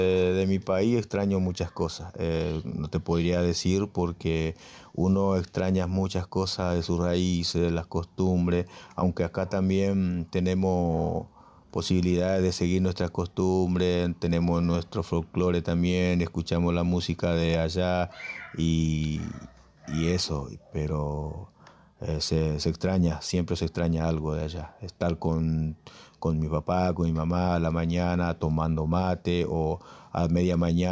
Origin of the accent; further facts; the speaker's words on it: Juguarrey, Paraguay; now in Argentina; Yo soy de Paraguay, en un pueblo llamado Juguarrey.